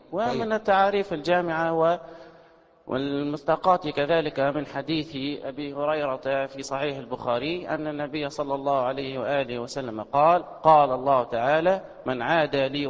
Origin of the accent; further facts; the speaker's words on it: Tunisia; أفريقية تونس يعني، كانت تسمى قديما بأفريقية، وأنا تونسي.